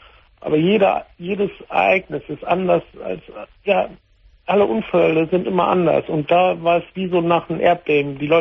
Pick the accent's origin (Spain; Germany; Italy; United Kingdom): Italy; aber ich bin Italiener.